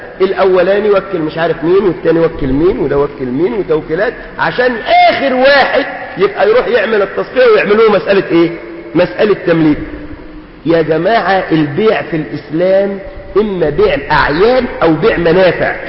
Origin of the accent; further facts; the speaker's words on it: Suez, Suez Governorate, Egypt; لو بنوا عندنا في السويس البنى فين؟